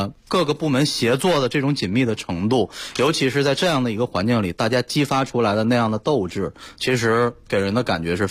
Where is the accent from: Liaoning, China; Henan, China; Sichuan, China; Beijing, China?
Sichuan, China; 因为我是四川人嘛，又是在四川大学读的大学本科，在那儿待了4年，所以很有感情